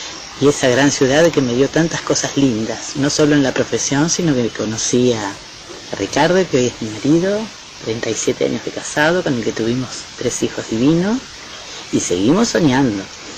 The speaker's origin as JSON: {"language": "Spanish", "town": "Junín", "region": "Buenos Aires Province", "country": "Argentina", "lives_now": "Buenos Aires, Argentina", "said": "yo soy del interior, soy de Junín, estudié en Lincoln y soñaba con la gran ciudad."}